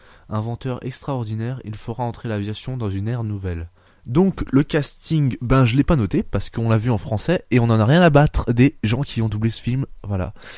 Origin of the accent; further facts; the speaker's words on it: France; Ensuite, il est sorti au Japon le 20 juillet 2013 et sorti chez nous en France que le 15 janvier, un truc comme ça.